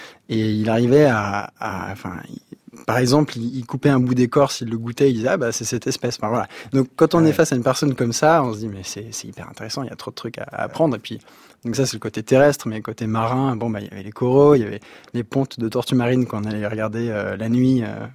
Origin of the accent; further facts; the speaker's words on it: Sury-le-Comtal, Auvergne-Rhône-Alpes, France; on a grandi à Suril-Comtal dans la Loire et on était déjà un peu une famille particulière parce qu'on avait un bateau dans le jardin. La Loire c'est dans le Massif Central